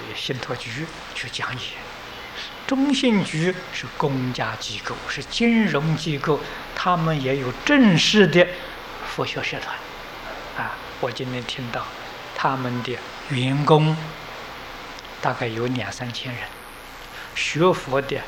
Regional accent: Taiwan; 我们台湾人一天可以做12个小时，一个星期可以做7天

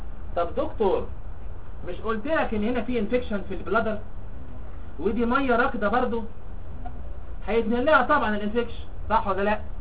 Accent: Egypt; معظم الناس اللي عندنا في مصر عندهم يورينري كارسينوما

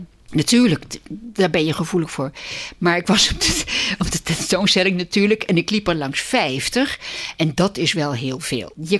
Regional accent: Vlaardingen, South Holland, Netherlands; Nou, ik kom uit Vlaardingen en de thuishaven is Vlaardingen.

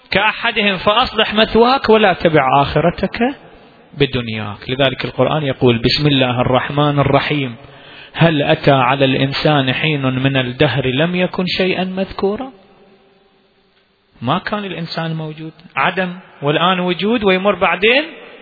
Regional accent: Iraq; إلى اليوم عندنا في العراق مكان محرقة إبراهيم

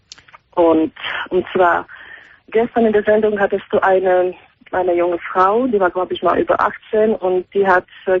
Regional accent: Slovakia; German is a second language; also born or lived in Germany; now in Amsterdam, Netherlands; ich habe absolut gar keinen amerikanischen Akzent. Ich bin geborene Slowakin.

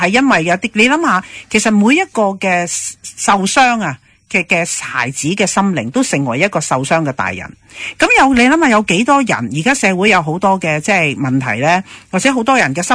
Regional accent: China; 嗱，我哋中国人咧就好讲孝道嘅

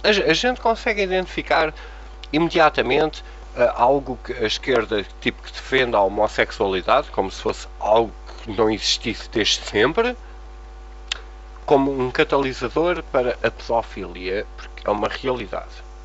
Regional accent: Portugal; mesmo sendo portugueses e gostarmos de Portugal

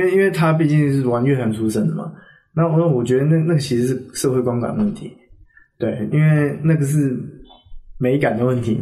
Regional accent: Taiwan; 我在这出生在这长大啊。

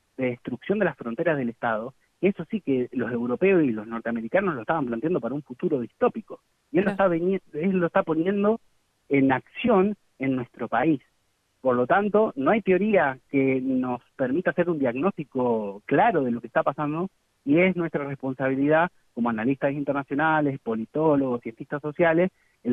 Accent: Argentina; yo como argentino no quiero que me sancionen económicamente

